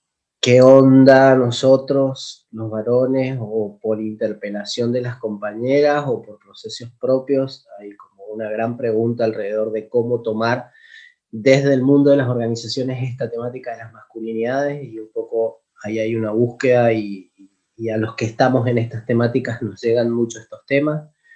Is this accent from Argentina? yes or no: yes; Mendoza, Argentina; yo soy de Mendoza. Tengo 44, creo, 44 años, 45, por ahí.